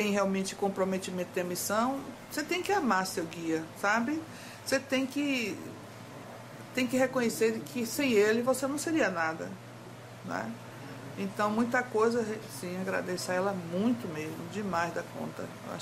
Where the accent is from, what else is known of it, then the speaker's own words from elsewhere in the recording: Salvador, Bahia, Brazil; Eu sou de Salvador.